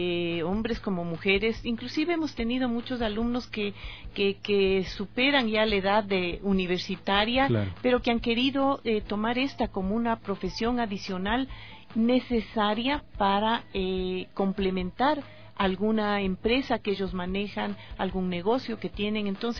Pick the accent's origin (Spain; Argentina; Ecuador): Ecuador; cuando yo me gradué en los Estados Unidos y regresé a ejercer en mi país, Ecuador